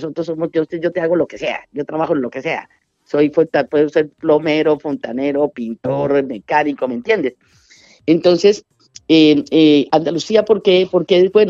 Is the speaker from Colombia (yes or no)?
yes; Colombia; accent: Colombian; yo no pierdo el acento colombiano porque este acento gusta, ¿sabes? Nuestro acento es un acento que le gusta al español